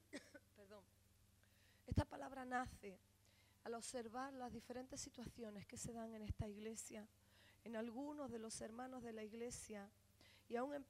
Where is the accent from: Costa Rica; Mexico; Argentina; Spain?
Spain; será porque España es bonita. Si es la primera nación donde la gente quiere venir, es porque mi tierra es una tierra bendita